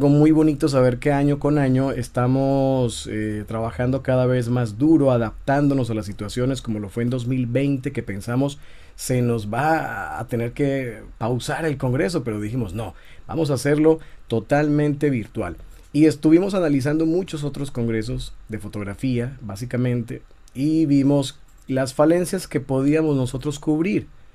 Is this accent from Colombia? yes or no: yes; Colombia; also born or lived in Tijuana, Mexico; yo soy colombiano y vengo a Tijuana en ese año, en 2015. Luego me regreso en 2016, después de vivir aquí un poquito más de un año, y me regreso para Colombia. Y bueno, estoy yendo y viniendo, 6 meses acá, 6 meses allá y así.